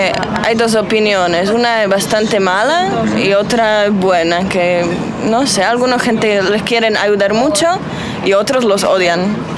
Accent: Žilina, Žilina Region, Slovakia; Spanish is a second language; Yo soy de Eslovaquia, una ciudad que se llama Žilina.

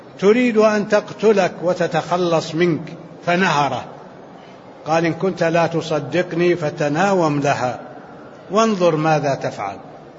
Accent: Libya; أنا من ليبيا.

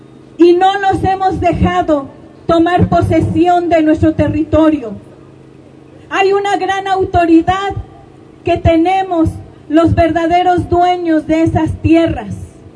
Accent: Mexico; Xochicuautla es México y somos mexicanos.

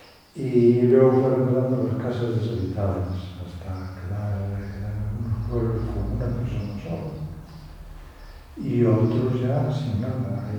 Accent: Lugo, Galicia, Spain; Yo soy de Lugo.

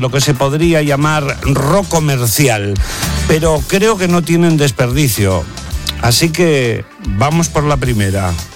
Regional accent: Navarre, Spain; Y vamos con el trío que viene de mi tierra también. Ayer fue de Pamplona, hoy es de Lodosa, Navarra.

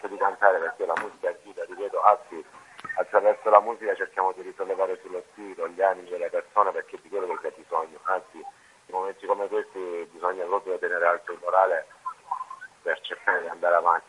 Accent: Apulia, Italy; Sì, chiaramente noi da salentini cantiamo dialetto e scriviamo la nostra cultura, la nostra terra

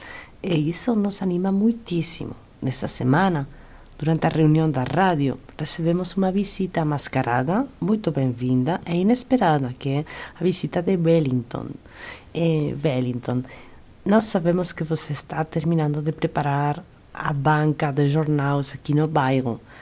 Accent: Spain; Portuguese is a second language; now in Brazil; E sabe que eu, como espanhola que está aqui acolhida...

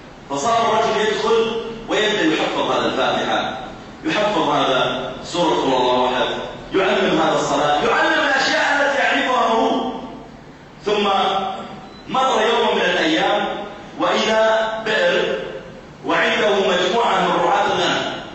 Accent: Saudi Arabia; أذكر أني ذهبت مرة إلى مدينة عندنا في السعودية اسمها جيزان، هذه المدينة في الجنوب

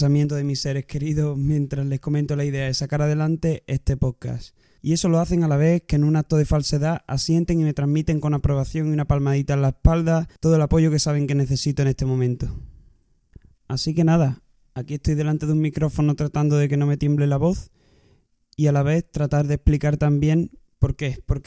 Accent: La Luisiana, Andalusia, Spain; also born or lived in Seville / Balearic Islands / Canary Islands; Sevillano de nacimiento, crecí en un pequeño pueblo que se llama La Luisiana.

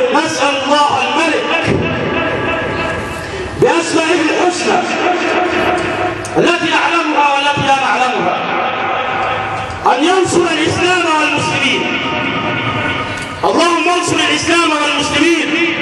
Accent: Egypt; اللهم اجعل بلدنا مصر بلد أمن وأمان

